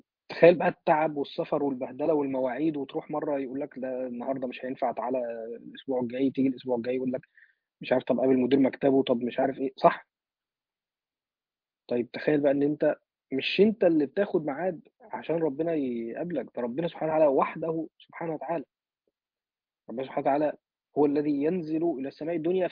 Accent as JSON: {"language": "Arabic", "country": "Egypt", "said": "يعني مثلا عندنا في مصر بقى احنا شعب حبوب وكده"}